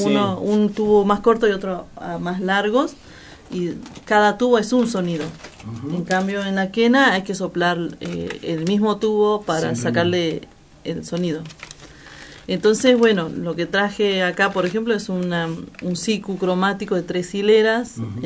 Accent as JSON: {"language": "Spanish", "town": "Iruya", "region": "Salta", "country": "Argentina", "said": "No, yo soy de Finca Santiago de Iruya, que es en la provincia de Salta."}